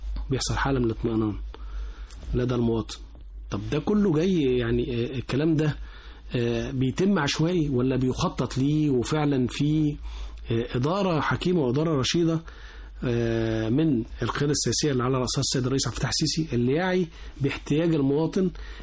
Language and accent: Arabic; Egypt; احنا فينا كمصريين في غريزة فطرية هي حب بلدنا